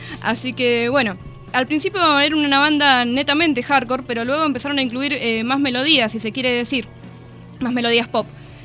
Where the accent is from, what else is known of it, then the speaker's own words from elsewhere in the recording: Mendoza, Argentina; now in La Plata, Argentina; porque si no se dieron cuenta por mi acento, yo soy de por allá.